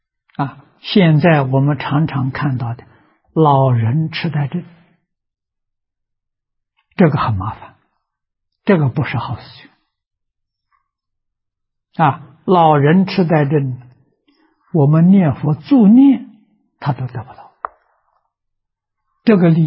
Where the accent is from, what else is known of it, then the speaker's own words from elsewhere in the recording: China; 是讲的人间的富贵啊，我们中国人讲的五福啊